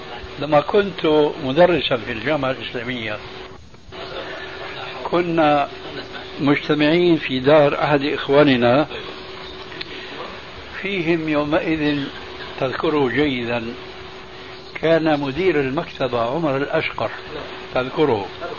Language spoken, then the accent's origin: Arabic; Syria; فقد وجد شيخ عندنا في سوريا